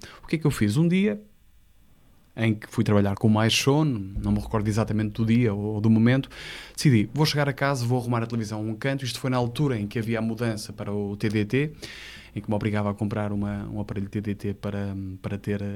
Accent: Porto, Norte, Portugal; No Porto, quando eu vou ao Porto, atenção, eu sou do Porto

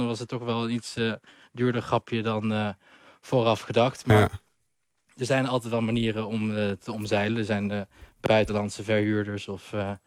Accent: Netherlands; En dat vinden wij als Nederlanders natuurlijk een beetje krom.

